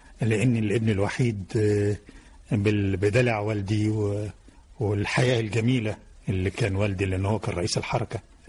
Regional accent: Damanhour, Beheira, Egypt; born there; أنا من مواليد مدينة دمنهور

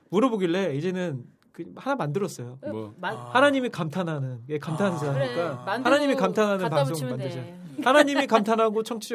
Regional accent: Iksan, North Jeolla, South Korea; 제가 이제 고향이 전라북도 익산인데

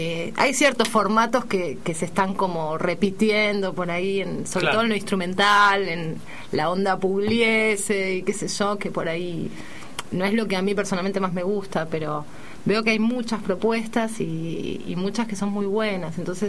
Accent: Argentina; le gustó el grupo y nos convocó como representantes argentinas para este proyecto

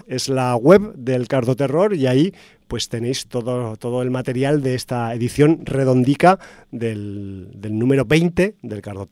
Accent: Zaragoza, Aragon, Spain; en mi tierra natal pues haya gente que se esté desarrollando y se esté poniendo las pilas en el tema del cine de género

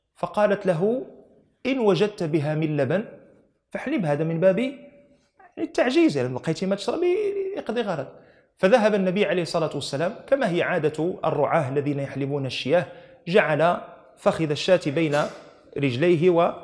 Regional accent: Morocco; احنا معلوم عندنا في المغرب يؤتى شخص فتسند إليه مسؤولية صب الشاي

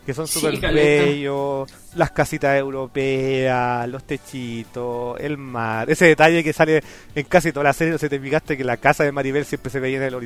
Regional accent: Chile; siendo chileno te preguntas

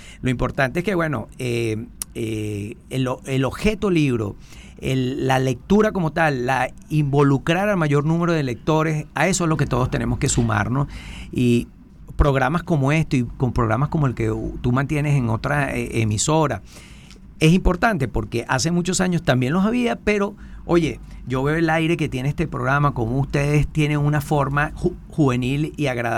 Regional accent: Venezuela; yo pienso que lo importante también como venezolano es que tenemos que rescatar

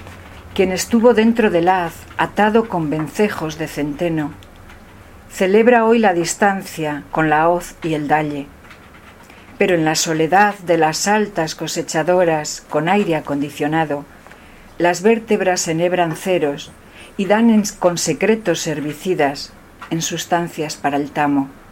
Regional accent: Castile and León, Spain; Soria es muy fría, mi pueblo es muy frío, o sea, yo hago muchos viajes a esos 9 bajo cero, ¿no?

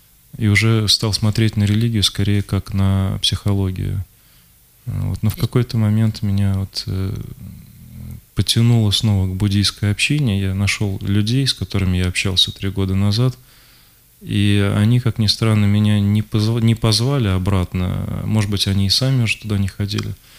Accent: Moscow, Russia; это события октября 93-го года, когда была война прямо в моем родном городе, в Москве.

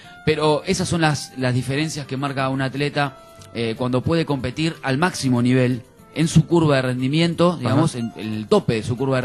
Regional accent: Argentina; Somos argentinos y nosotros vamos a jugar

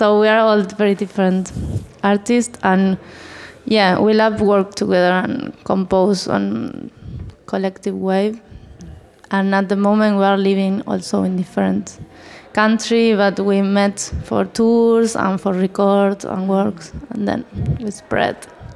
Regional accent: Argentina; English is a second language; We were living all together in the city. And we are all from Argentina

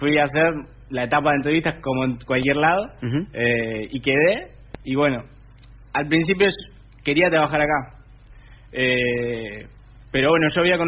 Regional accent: Cañuelas, Buenos Aires Province, Argentina; Tengo 20 años. Bueno, soy de acá de la ciudad de Cañuelas, nací en Capital. Como ya bien decías, me formé en mi escuela de barrio, en Santa Rosa. Hice toda mi primaria ahí. Hice la secundaria acá en Cañuelas, en la escuela técnica.

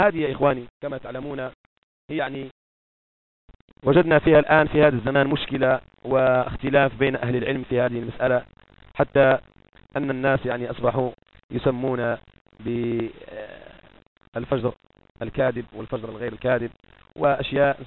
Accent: Morocco; كما هو معهود عندنا في المغرب ولله الحمد لا زالوا على هذه السيرة

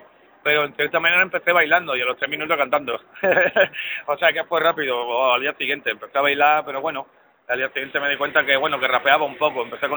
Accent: Jerez, Andalusia, Spain; empezamos de pequeño, tenemos la misma edad en Jerez, allí. ¿Sabes? Estoy muy, como es, muy contento de que sea de mi tierra y amigo.

